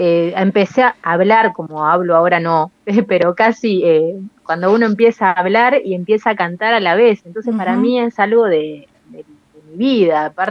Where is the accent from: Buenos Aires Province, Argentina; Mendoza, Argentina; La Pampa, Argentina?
Buenos Aires Province, Argentina; Saladillo; yo estaba en Saladillo, yo soy de Saladillo, eso no lo dije.